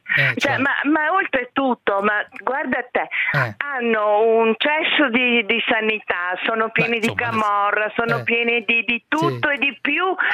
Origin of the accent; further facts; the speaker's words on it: Veneto, Italy; È Italia, ma noi siamo veneti